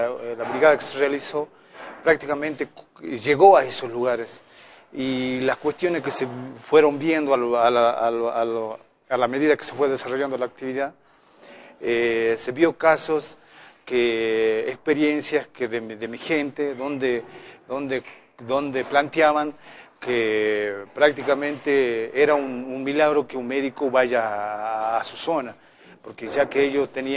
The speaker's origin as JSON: {"language": "Spanish", "region": "Jujuy", "country": "Argentina", "said": "en mi pueblo de Jujuy, exactamente en la quebrada de Humahuaca"}